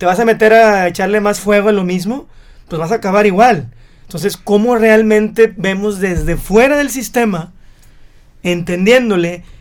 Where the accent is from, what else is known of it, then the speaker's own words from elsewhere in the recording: Mexico; cuando tienes tú ya un país tan burocratizado como el mexicano, que tenemos no nada más la nómina